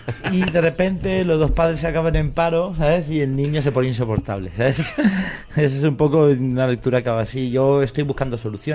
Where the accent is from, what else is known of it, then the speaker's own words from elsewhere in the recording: Catalonia, Spain; yo, como soy un catalán que no vive en Cataluña, no pude votar